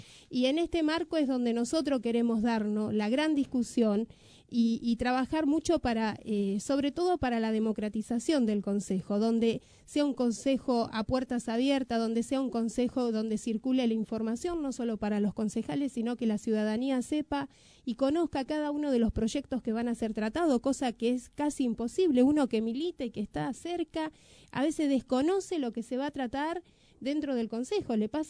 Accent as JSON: {"language": "Spanish", "town": "Merlo", "region": "Buenos Aires Province", "country": "Argentina", "said": "te digo, vengo de Merlo"}